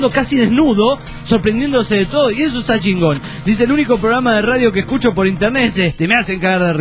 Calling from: Juliaca, Puno, Peru; de Juliaca, Perú.

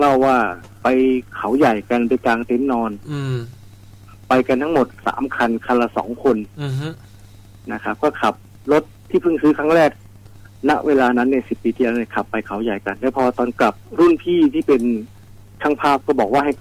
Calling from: Nonthaburi, Thailand; จากนนทบุรีครับ

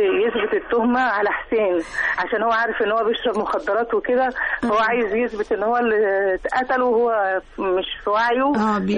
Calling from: Cairo, Cairo Governorate, Egypt; من القاهره.

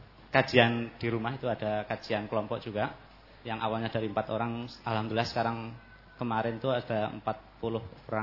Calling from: Baturaja, South Sumatra, Indonesia; dari Batu Marta, Batu Raja, Palembang, Pak.

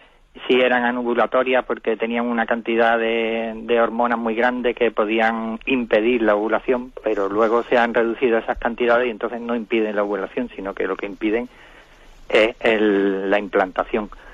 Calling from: Málaga, Andalusia, Spain; Buenos días … de Málaga.

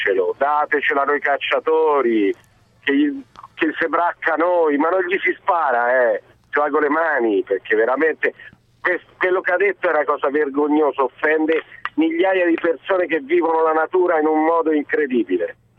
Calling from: Arezzo, Tuscany, Italy; Pronto? Ciao, sono d'Arezzo

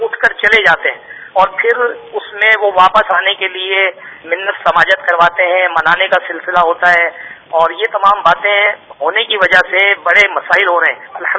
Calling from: Shahdadpur, Sindh, Pakistan; اور میں شہداد پور سے عرض کر رہا ہوں. میرا علاقہ مدنی ہے

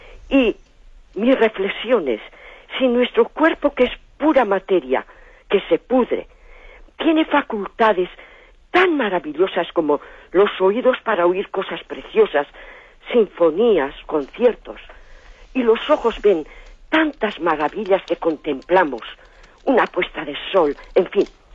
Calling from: Basque Country, Spain; de Guipúzcoa.

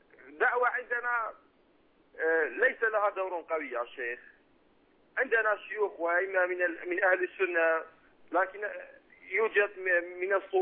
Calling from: Iraq; أنا معك من العراق

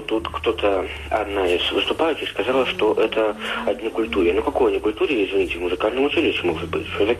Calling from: Yaroslavl, Yaroslavl Oblast, Russia; Я звоню из Ярославля.

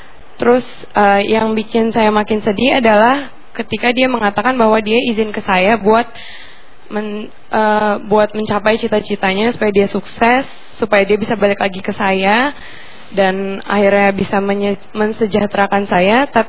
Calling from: Batam, Riau Islands, Indonesia; saya dari Batam.

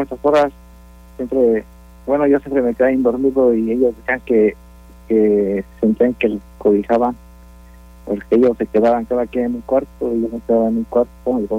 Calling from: Austin, Texas, United States; Sí, fue aquí. Aquí fue donde pasó eso.

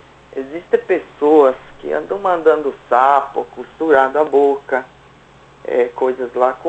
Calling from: Santa Catarina, Brazil; Eu falo de Santa Catarina, eu não vou falar o local.

